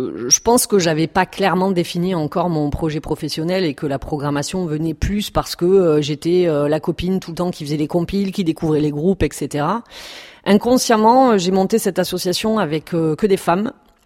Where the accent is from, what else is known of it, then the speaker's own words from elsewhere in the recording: Perpignan, Occitanie, France; je suis catalane, donc je viens de Perpignan. Comme, voilà, j'ai du mal à cacher mon accent, on me découvre, je suis découverte à chaque fois.